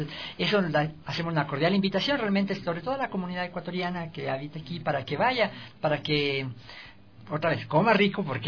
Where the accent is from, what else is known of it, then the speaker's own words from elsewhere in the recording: Chile; now in Ecuador; nosotros como organización, que somos chilenos en Ecuador